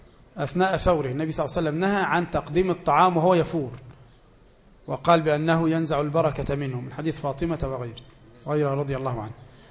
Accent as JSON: {"language": "Arabic", "country": "Egypt", "said": "وناس زينا هنا كمصريين مش لاقين حد احنا نخدمه أصلا"}